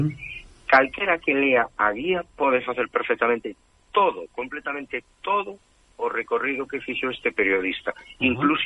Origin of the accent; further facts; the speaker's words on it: Portas, Galicia, Spain; Centro unha presentación ali, no meu pobo, precisamente.